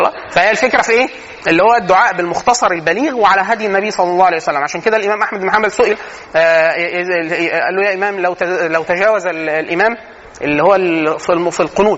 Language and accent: Arabic; Egypt; ودي من العادات السيئه عندنا فينا كمصريين